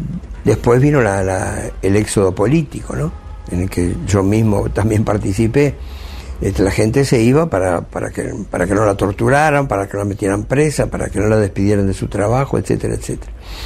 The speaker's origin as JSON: {"language": "Spanish", "region": "Montevideo", "country": "Uruguay", "said": "Yo soy un montevideano de clase media"}